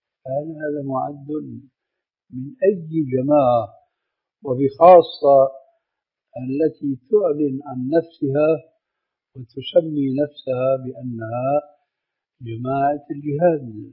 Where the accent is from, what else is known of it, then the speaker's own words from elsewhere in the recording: Syria; كما يقولون عندنا في الشام بحط الحصيد بجد الجد